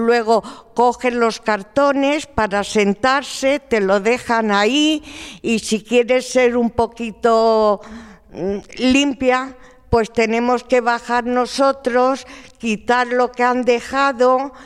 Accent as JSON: {"language": "Spanish", "town": "Madrid", "region": "Community of Madrid", "country": "Spain", "tie": "born or raised there", "said": "soy de La Ventilla toda la vida y bueno, mi protesta un poco es que vivo al lado de la Cruz de Malta"}